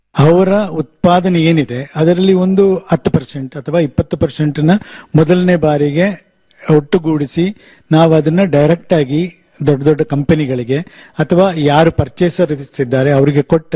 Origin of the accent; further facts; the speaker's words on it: Puliyari, Karnataka, India; ನಾನು ಕೊಡಗಿನಲ್ಲಿ ಒಂದು ಕಾಫಿ ಬೆಳೆಗಾರ ಕೂಡ. ನಮ್ಮ ಗ್ರಾಮ ಪುಲಿಯರಿ ವಿಲೇಜ್.